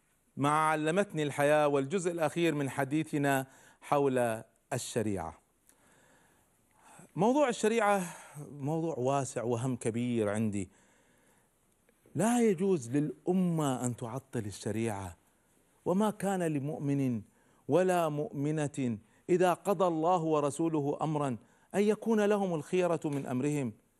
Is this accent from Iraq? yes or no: no; Kuwait; عندنا في الكويت